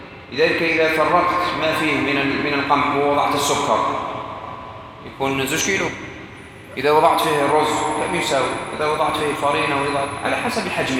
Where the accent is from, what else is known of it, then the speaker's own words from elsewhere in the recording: Morocco; عندنا في المغرب وبلاد الأندلس كان مشهورا عندهم وتوارث نفسه